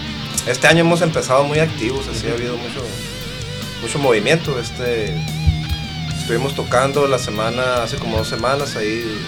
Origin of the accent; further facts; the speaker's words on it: Caborca, Sonora, Mexico; Yo soy de allá, de Caborca, ¿no?